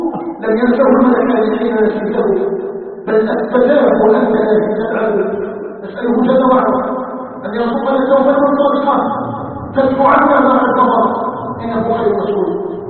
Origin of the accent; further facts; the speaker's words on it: Algeria; نسأله تبارك وتعالى أن يجعل بلدنا الجزائر بلداً آمناً مطمئناً